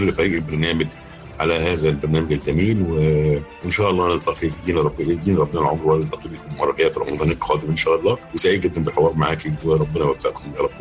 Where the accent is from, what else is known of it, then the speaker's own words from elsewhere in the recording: Alexandria, Alexandria Governorate, Egypt; now in Cairo, Egypt; لما جيت القاهرة هنا كنتش طايقها، لان انا اسكندراني مش واخد على الزحمه دي، وانا جيت طبعا القاهره